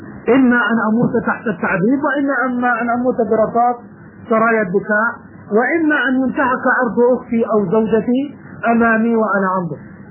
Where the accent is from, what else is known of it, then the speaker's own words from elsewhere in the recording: Jordan; يكتبون الأولاد الصغار مثلا عندنا في الأردن